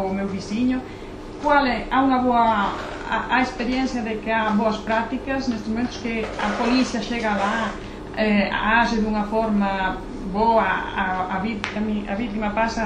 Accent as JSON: {"language": "Portuguese", "country": "Spain", "said": "Eu penso que na, eu sou da Espanha, temos um grande problema de violência doméstica"}